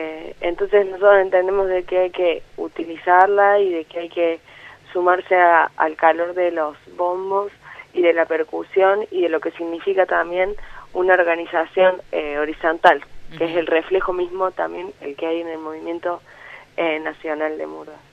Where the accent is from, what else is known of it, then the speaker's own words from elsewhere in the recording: Córdoba, Argentina; now in Buenos Aires, Argentina; también soy de Córdoba